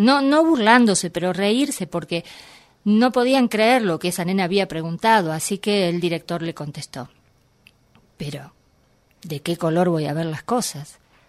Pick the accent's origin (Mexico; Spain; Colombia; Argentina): Argentina; Buenos Aires; now in Villa Berna, Argentina; yo soy de Buenos Aires, viví toda mi vida acá. Hice algunas incursiones de intentar vivir en el interior, pero concretamente hace 5 años me fui a vivir a la provincia de Córdoba, a un pueblo que se llama Villa Berna, donde somos 109 habitantes